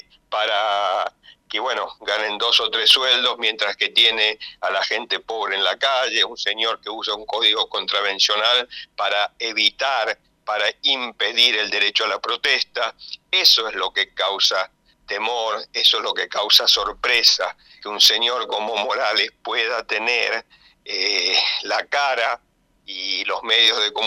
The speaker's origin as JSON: {"language": "Spanish", "country": "Canada", "said": "yo vengo de Canadá, un país que es tan descentralizado como la Argentina"}